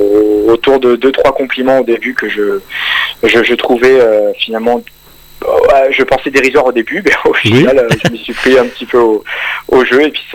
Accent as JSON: {"language": "French", "town": "Paris", "region": "Île-de-France", "country": "France", "tie": "born there", "lives_now": "Dax, France", "said": "Alors moi à la base je suis né à Paris, je suis installé dans le sud-ouest de la France, il y a à peu près une dizaine d'années de cela, à Dax particulièrement, donc entre Bordeaux et grosso modo et Biarritz"}